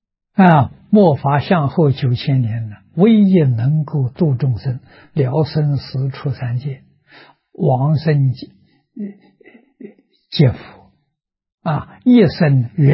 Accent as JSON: {"language": "Chinese", "country": "China", "said": "我们中国人叫昙花啊"}